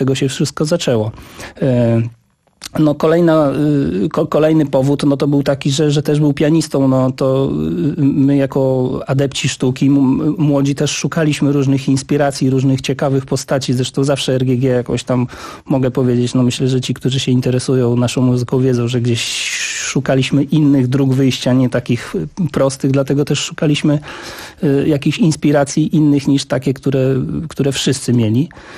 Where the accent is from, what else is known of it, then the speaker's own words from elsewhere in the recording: Zamość, Lublin Voivodeship, Poland; wychowałem się w Zamościu, w mieście, gdzie jest klub imienia Mieczysława Kosza.